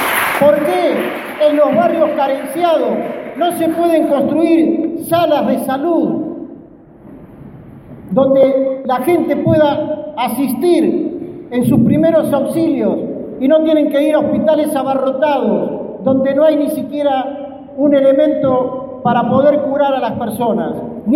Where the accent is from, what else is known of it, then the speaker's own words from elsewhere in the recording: Buenos Aires, Argentina; soy periodista, soy ciudadano de la Ciudad de Buenos Aires, para más datos del barrio de Villa Crespo. Soy alguien que estudió y se formó en la escuela pública